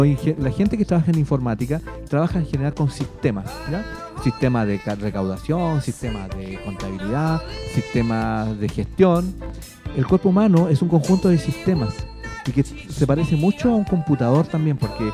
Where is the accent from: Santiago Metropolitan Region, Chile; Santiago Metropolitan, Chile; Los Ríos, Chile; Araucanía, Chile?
Los Ríos, Chile; Valdivia; yo soy de Valdivia.